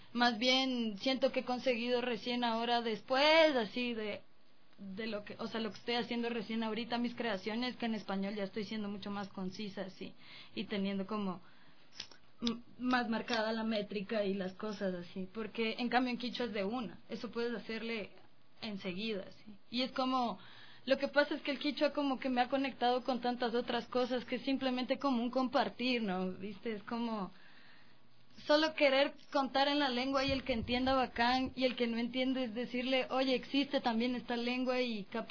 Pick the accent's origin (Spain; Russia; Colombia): Colombia; de la realidad en la que yo crecí en Colombia